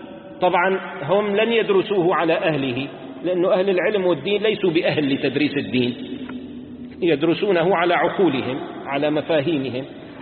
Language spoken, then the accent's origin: Arabic; Damascus, Damascus Governorate, Syria; عندنا بدمشق طعام طيب جميل